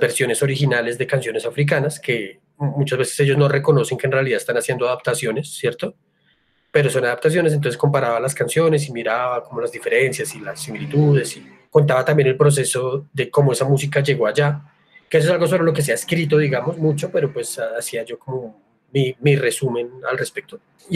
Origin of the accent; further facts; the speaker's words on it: Bogotá, Colombia; sí hay que tener en cuenta que nosotros somos de Bogotá